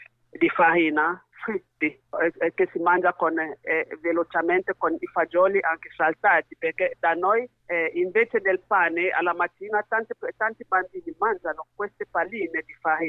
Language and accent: Italian; Cameroon; Italian is a second language; now in Bologna, Italy; Vengo dal Camerun, sì. Ormai sono in Italia da 15 anni, rifugiata politica.